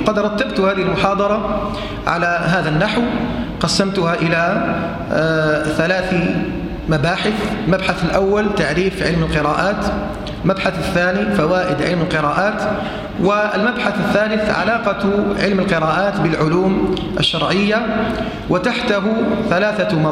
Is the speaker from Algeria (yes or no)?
yes; Algeria; وهذه في بلدنا الجزائر